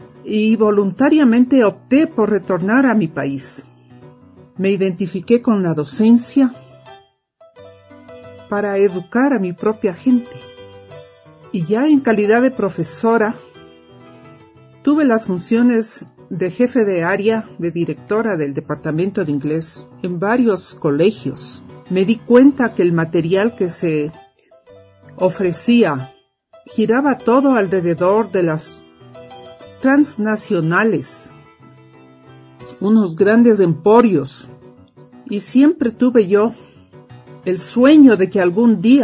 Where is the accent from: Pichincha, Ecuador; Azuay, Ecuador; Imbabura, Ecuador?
Pichincha, Ecuador; Quito; also born or lived in Michigan, United States; Soy quiteña de cepa, por más señas de padres chagras, y crecí con mucho apego a la historia de mi ciudad